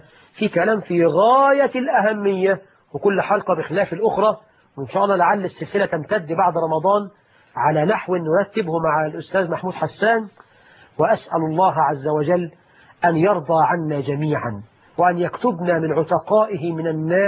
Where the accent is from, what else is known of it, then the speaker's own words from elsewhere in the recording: Egypt; اللهم اجعل بلدنا مصر آمنة مطمئنة